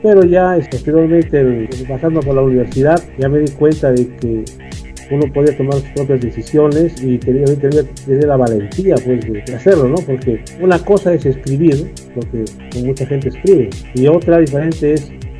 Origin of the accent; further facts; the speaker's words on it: Cajamarca, Peru; yo nací y radico en Cajamarca. Soy de las personas que es muy difícil de moverse.